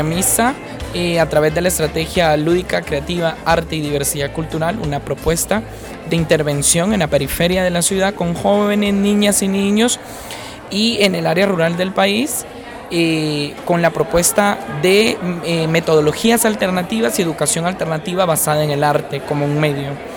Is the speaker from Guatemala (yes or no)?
yes; Guatemala; soy de Guatemala.